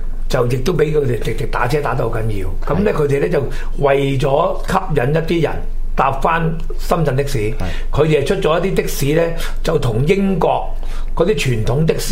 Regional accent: Hong Kong; 见到我系香港人，即系我样太似香港人，就实际都系个香港人啊嘛！

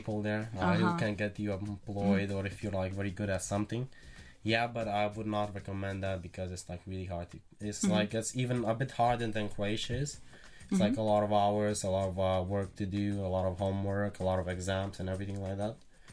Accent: Lithuania; I'm Lithuanian.

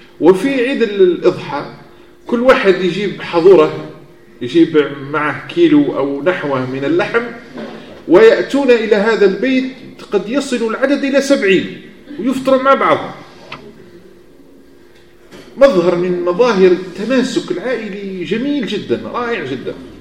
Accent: Algeria; لأن عندنا في الجزائر ممنوع أنك تعقد كإمام عقد عرفي قبل العقد المدني

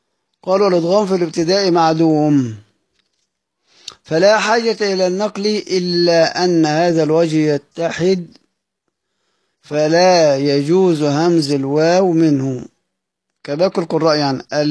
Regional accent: Egypt; احنا أصلا بنقولها عندنا في مصر الكلام ده، الأحمر والأحمر والأخضر وهكذا بنقرأ بنتكلم احنا كل المصريين

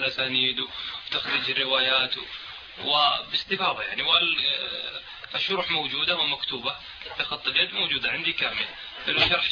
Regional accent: Buraidah, Al-Qassim, Saudi Arabia; انا حضرت مجموعة من الاخوان في القصيم عندنا في بريده

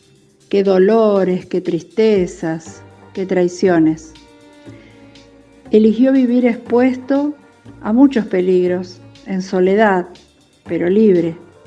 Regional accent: Rosario, Santa Fe, Argentina; de Barrio Triángulo, y les voy a contar una historia de misterio

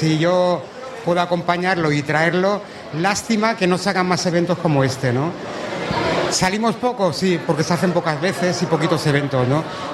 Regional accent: Finestrat, Valencian Community, Spain; Venimos de Finestrat, de aquí de Alicante, un pueblecito de Alicante.

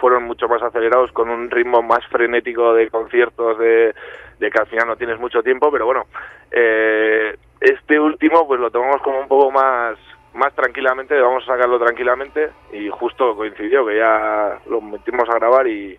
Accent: Pamplona, Navarre, Spain; somos de Pamplona, de la capital, y de algún pueblillo de Alao alguno también

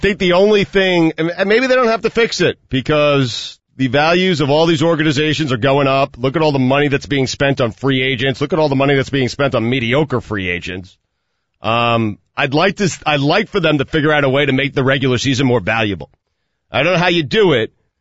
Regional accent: Northeast, United States; I grew up in the Northeast, and I've always said on this show that baseball is my favorite sport.

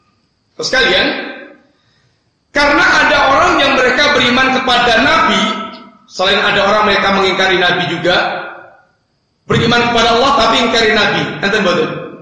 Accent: Java, Indonesia; Kita orang Jawa yang ambil yang cocok-cocok saja, yang dengan selera Jawa, yang gak cocok dengan Jawa gak usah diambil.

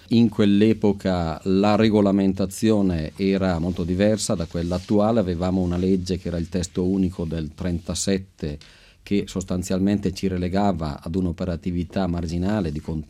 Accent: Montichiari, Lombardy, Italy; sono un bresciano di confine. Montichiari confina con la provincia di Brescia, quindi Castiglione delle Stiviere.

